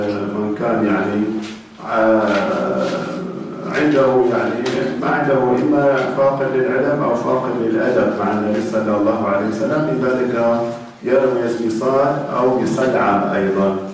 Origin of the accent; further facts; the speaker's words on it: Syria; هذه الكتب عندنا في سوريا في الأصل ممنوعة